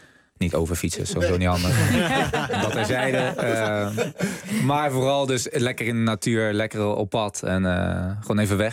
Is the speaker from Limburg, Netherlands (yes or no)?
yes; Maastricht, Limburg, Netherlands; Ik kom hier uit Maastricht.